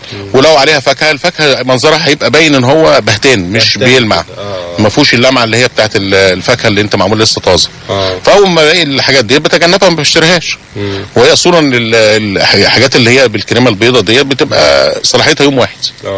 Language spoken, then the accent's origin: Arabic; Egypt; دي العيب اللي عندنا في مصر ان احنا بنحاول نشتري كتير جدا